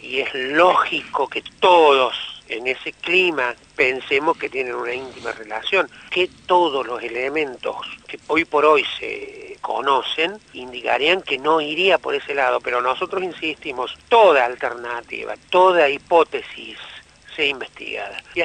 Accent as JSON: {"language": "Spanish", "country": "Argentina", "said": "soy argentino de origen judío"}